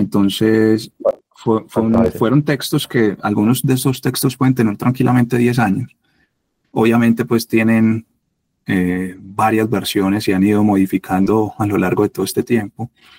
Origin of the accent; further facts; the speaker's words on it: Medellín, Antioquia, Colombia; Yo me crié en Belén Los Alpes, y yo me acuerdo de patear las calles de ese barrio desde los 6, 7 años.